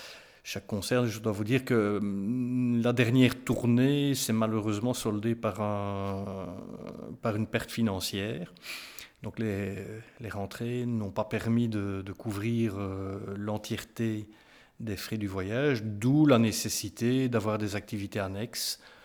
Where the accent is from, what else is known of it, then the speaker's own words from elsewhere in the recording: Namur, Wallonia, Belgium; Je suis né à Namur, je vous l'ai dit. Je ne sais pas, oui, je vous l'ai dit. Oui, j'ai vécu en ville jusqu'à l'âge de 30, 31, 32 ans.